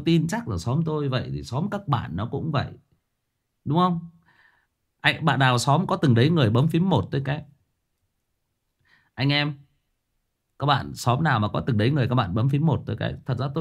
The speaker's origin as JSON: {"language": "Vietnamese", "region": "Thai Nguyen", "country": "Vietnam", "tie": "born or raised there", "said": "Tôi thiệt thòi hơn nhiều anh chị em là tôi xa quê. Bố mẹ tôi thì quê gốc ở Hưng Yên, lên lập nghiệp ở trên Thái Nguyên, và anh chị em tôi là được sinh ra và lớn lên ở đây."}